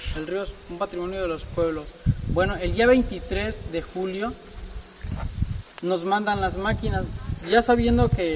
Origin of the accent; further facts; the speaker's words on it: Cotaxtla, Veracruz, Mexico; soy del municipio de Cotaxtla y soy un afectado más río abajo del nacimiento del río Atoyac.